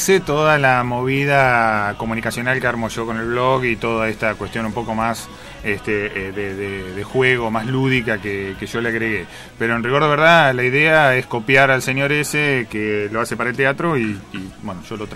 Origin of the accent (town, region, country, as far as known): Mar del Plata, Buenos Aires Province, Argentina